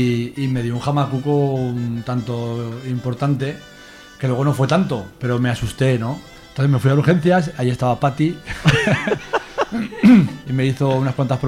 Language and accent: Spanish; Zuera, Aragon, Spain; Yo soy de Zuera